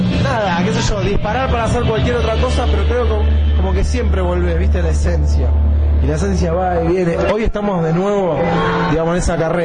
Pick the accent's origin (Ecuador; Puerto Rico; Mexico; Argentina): Argentina; Berazategui, Buenos Aires Province; Nosotros somos del sur, somos de Berazategui, vino mucha gente de allá